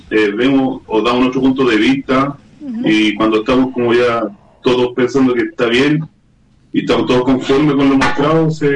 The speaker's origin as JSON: {"language": "Spanish", "country": "Chile", "said": "porque venimos de un país donde se habla la lengua castellana y somos de Chile."}